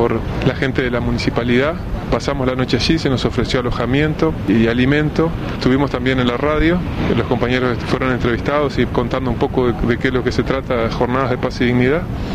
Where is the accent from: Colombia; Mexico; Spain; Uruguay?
Uruguay; Vengo de Uruguay